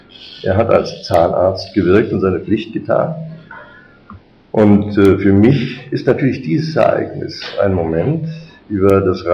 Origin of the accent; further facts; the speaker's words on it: Germany; Ich bin Deutscher.